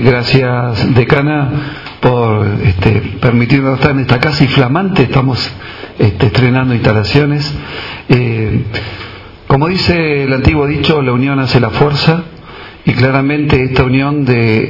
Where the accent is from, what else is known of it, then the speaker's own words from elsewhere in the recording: Argentina; como argentinos todos estamos padeciendo en cuanto a la falta de empleo